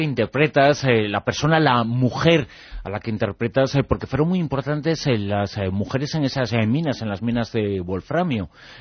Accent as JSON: {"language": "Spanish", "town": "Ribadavia", "region": "Galicia", "country": "Spain", "said": "somos de Rivadavia, del pueblo en donde eran las Hermanas Touza"}